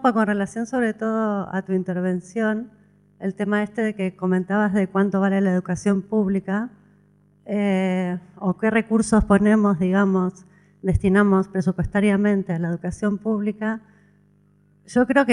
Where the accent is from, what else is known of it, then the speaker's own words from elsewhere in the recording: Argentina; now in Spain; Yo soy argentina, tengo dos hijos nacidos aquí, catalano-argentinos, vamos a poner.